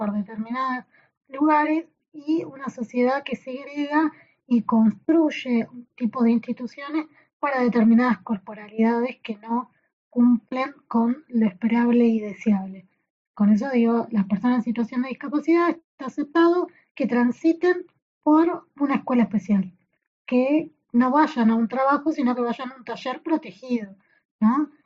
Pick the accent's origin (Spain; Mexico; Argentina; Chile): Argentina; Saladillo, Buenos Aires Province; now in La Plata, Argentina; porque yo encima soy de Saladillo, entonces vine a La Plata a estudiar